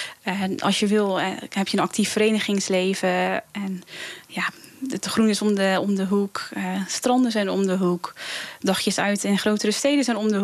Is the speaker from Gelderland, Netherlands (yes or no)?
no; Hulst, Zeeland, Netherlands; Ja, en daarna ben ik gewoon hier getogen.